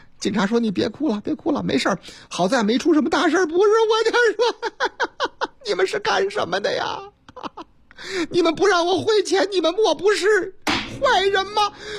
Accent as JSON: {"language": "Chinese", "region": "Chongqing", "country": "China", "tie": "born or raised there", "said": "我老家三城重庆渝北区有个菜市场"}